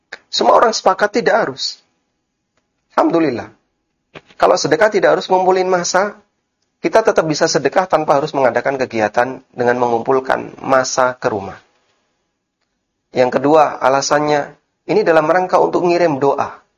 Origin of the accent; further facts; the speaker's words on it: Lamongan, East Java, Indonesia; born there; Ada di daerah Lamongan, Jawa Timur.